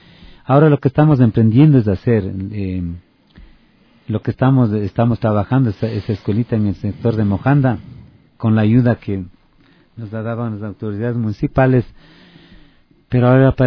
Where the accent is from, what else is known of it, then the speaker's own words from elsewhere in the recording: Otavalo, Imbabura, Ecuador; para hacer acá en mi país y en mi tierra, Otavalo.